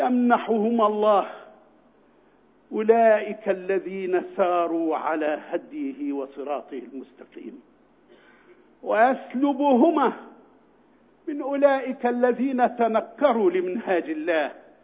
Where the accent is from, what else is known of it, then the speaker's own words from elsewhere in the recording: Egypt; بل إن أمامنا وعدا عظيما وكريما لنا نحن يا أبناء مصر